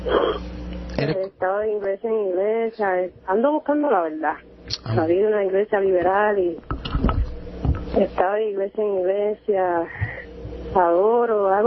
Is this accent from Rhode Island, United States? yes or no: yes; Providence, Rhode Island, United States; De Providence, Rhode Island.